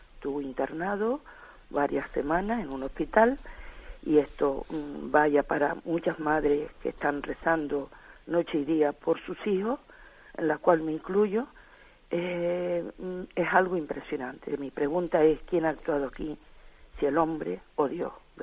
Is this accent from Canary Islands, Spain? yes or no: yes; Tenerife, Canary Islands, Spain; Mire, soy de Tenerife, del nordeste de Tenerife.